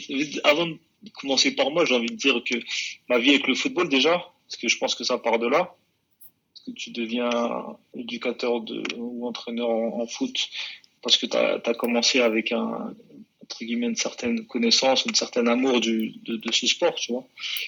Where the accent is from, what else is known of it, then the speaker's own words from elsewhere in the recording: La Courneuve, Île-de-France, France; je suis originaire de la ville de La Courneuve. De La Courneuve, donc. Région parisienne en Seine-Saint-Denis